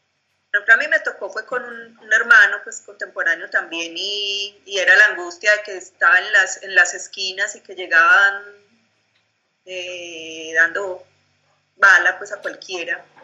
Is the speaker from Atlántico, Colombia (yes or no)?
no; Girardot, Cundinamarca, Colombia; de los que murieron pues del barrio que yo crecí pues en Girardot.